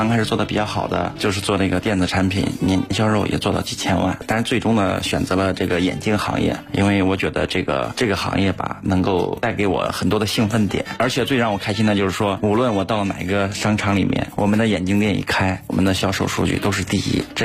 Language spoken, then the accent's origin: Chinese; Beijing, China; 做 MGG 眼镜连锁店的。